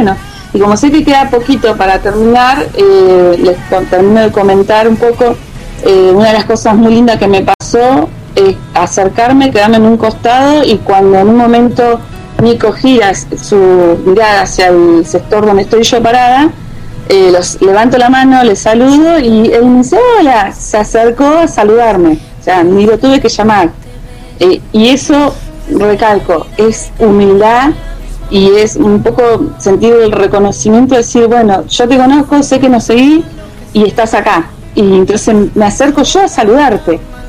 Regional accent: Cipolletti, Río Negro, Argentina

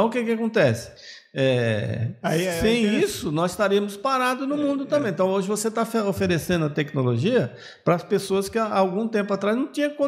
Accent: Patamuté, Bahia, Brazil; você liga lá para Patamuté, lá para minha terra, a pessoa está lá tocando os bodes lá no meio do mato com o celular.

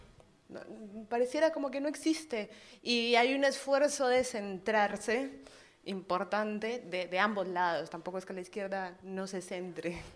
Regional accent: Colombia; moved away as an adult; now in Uruguay; soy extranjera, soy colombiana. Y me pasó, hace 3 años y medio que vivo en Uruguay

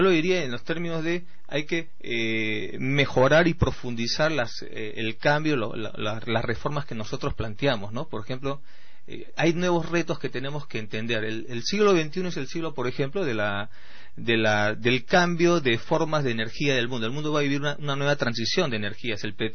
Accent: Lima, Peru; Porque yo soy limeño.

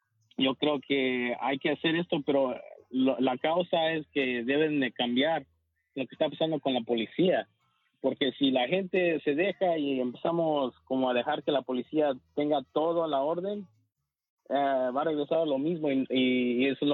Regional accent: Mexico; now in United States; yo soy mexicano, gracias a Dios tengo DACA

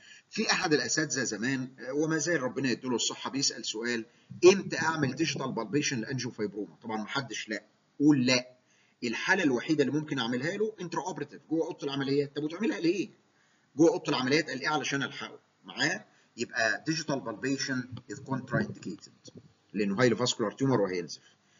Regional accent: Egypt; ونفتخر كمصريين ان اكتشاف كلمه فروج فيس ديفورميتي دكتور مصري

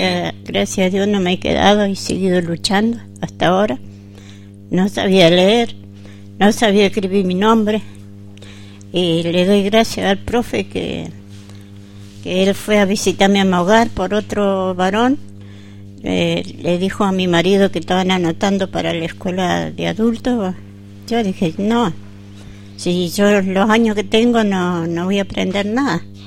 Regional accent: Cushamen, Chubut, Argentina; born there; yo soy nacida en Cusame, pero va, registrada en Cusame y nacida en Los Tres Cerros, de Río Chico para afuera. Bueno, mi abuelo era mapuche, mi abuela también. No me avergüenza decir que soy sangre de mapuche también

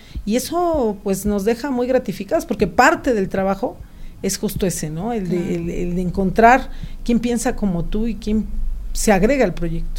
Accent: Amecameca, State of Mexico, Mexico; Yo soy originaria de Amecameca.

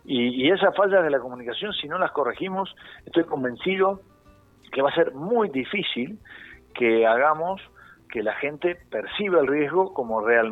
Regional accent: La Plata, Buenos Aires Province, Argentina; Yo hoy estoy hablando con ustedes, soy de La Plata, porque la Casa Central de Seguros Rivadavia está en La Plata, pero hoy estoy en San Rafael dando charlas a empresas de transporte, ¿sí? En Zarapal, Mendoza.

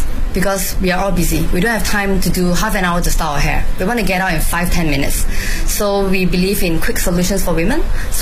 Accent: Singapore; now in Beijing, China; I'm from Singapore. I'm a mother of two. I have two young boys, age 4 and 7. So I'm half based in Singapore and half in Beijing.

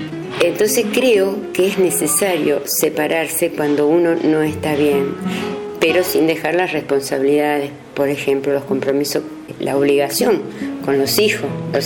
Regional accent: Soldini, Santa Fe, Argentina; soy de Soldini. Te puedo hablar, por ejemplo, de la separación a pareja, de un divorcio. Bueno, yo tengo 72 años.

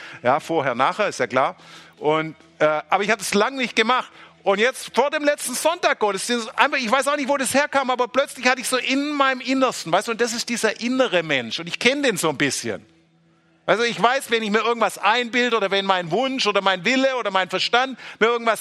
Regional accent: Baden-Württemberg, Germany; ich bin Schwabe

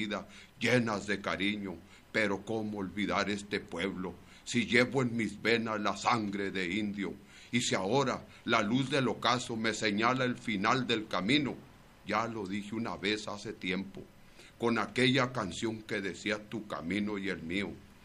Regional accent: Guadalajara, Jalisco, Mexico; Señores, soy tapatío, yo nací en Guadalajara, en el mero Huentitán, muy cerca de la barranca

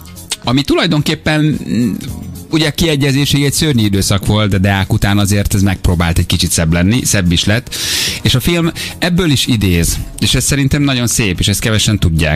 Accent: Hungary; Baromi nehéz nyilván tényleg magyarként olyan filmet csinálni, ami nekünk a francos amerikai filmeken szocializálódott

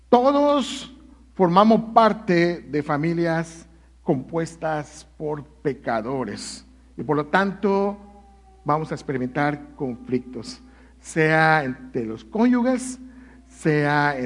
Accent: Yucatán, Mexico; hay un árbol en Yucatán, en mi tierra, que se llama Chechen

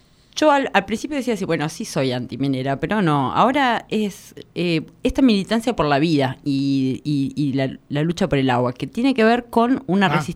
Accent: Catamarca, Argentina; me traen a Buenos Aires, todo el mundo sabe todo, y yo vengo de Catamarca

